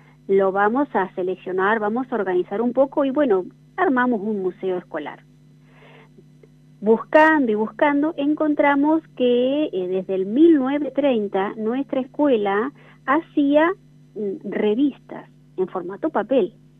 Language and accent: Spanish; General San Martín, La Pampa, Argentina; yo en realidad soy de General San Martín, pueblo vecino a Bernasconi, viajo todos los días, hace 12 años que estoy yendo